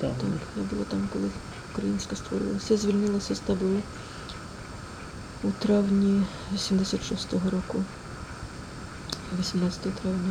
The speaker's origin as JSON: {"language": "Ukrainian", "region": "Luhansk Oblast", "country": "Ukraine", "said": "в нас на Луганщині, я з Луганщини"}